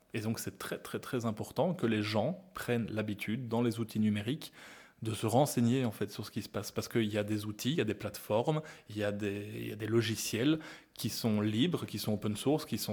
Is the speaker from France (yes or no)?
no; Belgium; la côte flamande, hein, chez nous en Belgique